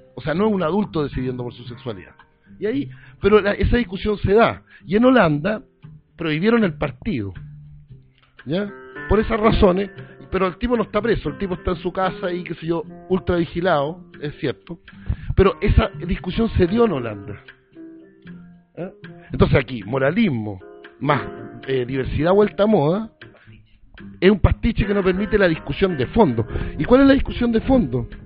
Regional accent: Villarrica, Araucanía, Chile; born there; also born or lived in Temuco; yo nací en Villarrica, viví en Temuco

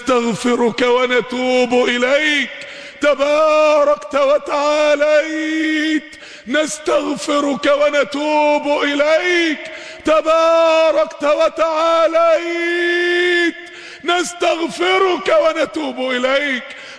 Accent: Mansoura, Dakahlia, Egypt; اقبل عندنا في المنصورة

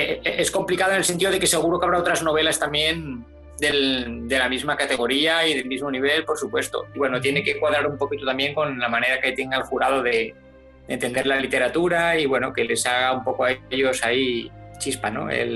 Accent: Basque Country, Spain; moved away as an adult; yo nací en el País Vasco, que es donde he vivido pues casi toda mi vida, hasta hace 6 años.

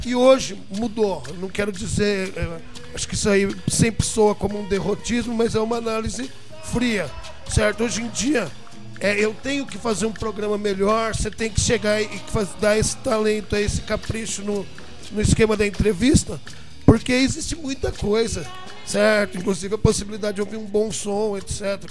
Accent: São Carlos, São Paulo, Brazil; Um autêntico São Carlense. Um autêntico São Carlense. E venho daqui mesmo.

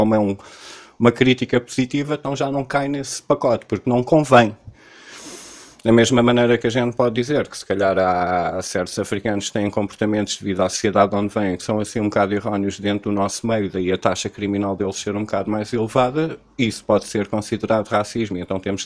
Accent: Cascais, Lisbon, Portugal; born there; eu nasci em Cascais a 10 minutos da praia, no clima mediterrâneo.

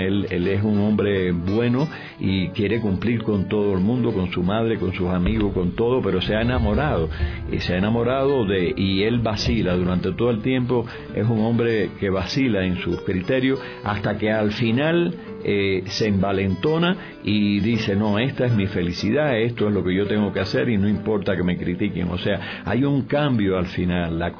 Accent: Cuba; lo que ha sucedido o sucedió allá en el 49-50 con la televisión en mi país, en Cuba

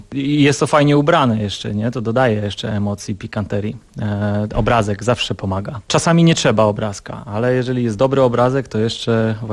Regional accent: Ustroń, Silesian Voivodeship, Poland; also born or lived in Cieszyn; Urodziłem się w Cieszynie, ale tylko się urodziłem w Cieszynie. Mieszkałem i mieszkam od urodzenia w Ustroniu.

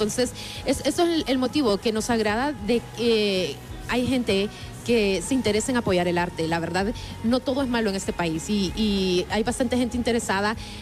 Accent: Honduras; este tipo de apoyo es el que necesitamos como hondureños

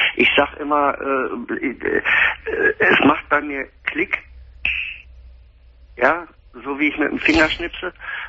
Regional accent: Dortmund, North Rhine-Westphalia, Germany; also ich komme aus Dortmund.

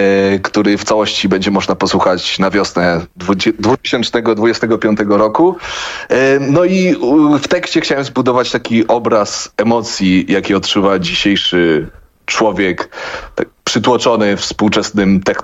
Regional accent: Łódź, Łódź Voivodeship, Poland; Jesteśmy z Łodzi.

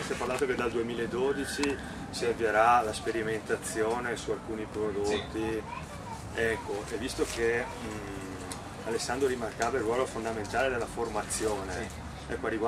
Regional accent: Brescia, Lombardy, Italy; di un gas, vengo da Brescia

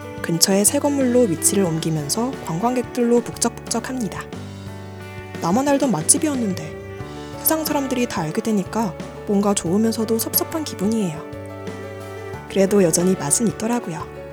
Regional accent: Yangpyeong, Gyeonggi Province, South Korea; 여러분, 사실 양평은 저의 고향이랍니다.

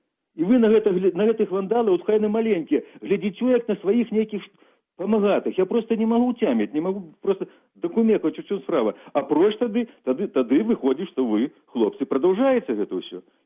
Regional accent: Kreva, Grodno Region, Belarus; я ўспамінаю Крэва, скажам, за савецкім часам, калі жывых у самім Крэве, у маёй роднай вёсцы, у маёй мястэчку

